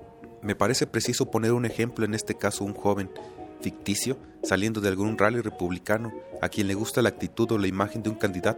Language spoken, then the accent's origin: Spanish; Mexico; Por lo tanto, cree que soy un violador porque soy mexicano.